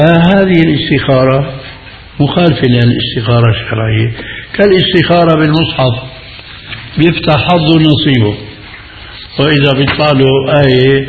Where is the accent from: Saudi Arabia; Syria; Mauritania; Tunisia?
Syria; Damascus, Damascus Governorate; هذه كان تستعمل عندنا في دمشق